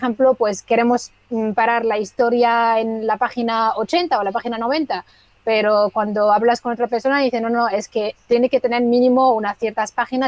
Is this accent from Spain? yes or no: no; Morocco; Spanish is a second language; estamos, desde luego, en Marruecos, en mi país